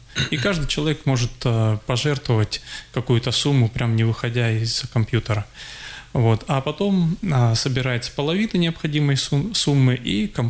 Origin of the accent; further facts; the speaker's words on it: Siberia, Russia; Вот я думаю, что все-таки мы, сибиряки, русские люди, должны быть добрыми.